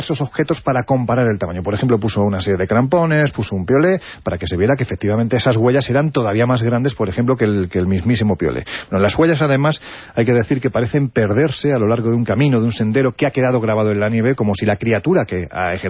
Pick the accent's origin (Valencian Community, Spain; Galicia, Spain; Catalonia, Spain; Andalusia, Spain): Andalusia, Spain; yo tiro por mi tierra, con lo cual hay que decir que Castulo está en Linares, que es Jaén.